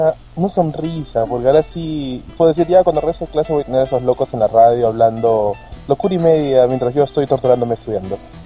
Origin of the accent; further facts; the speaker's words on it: Lima, Peru; Sí, soy de Lima.